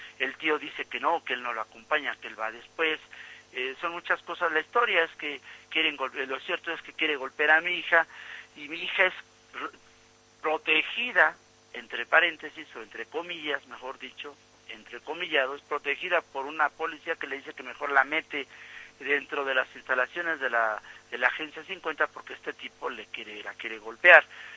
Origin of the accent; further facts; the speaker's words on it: Mexico City, Mexico; que sí somos gente de este barrio, que sí somos gente de Tepito, orgullosamente tepiteños